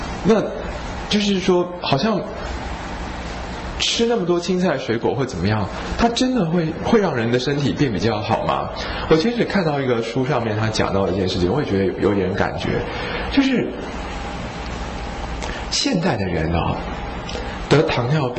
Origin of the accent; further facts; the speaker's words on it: Taiwan; 你看我们台湾人跟那些北方人比啊，我们的皮肤底下那层脂肪就是这样比较厚一点松松的